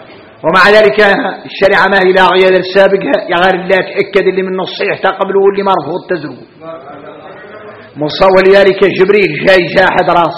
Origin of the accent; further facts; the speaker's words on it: Mauritania; هذا حديث احنا موريتانية